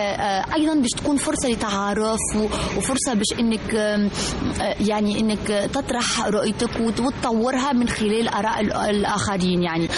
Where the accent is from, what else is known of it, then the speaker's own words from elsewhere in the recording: Tunisia; لأنه أنا مثلا كتونسية أنا مثلا زرت الأردن مثلا أو مصر